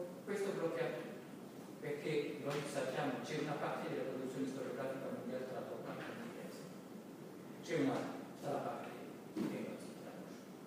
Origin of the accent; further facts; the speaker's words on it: China; Italian is a second language; Come cinese, non voglio dire che è lo stesso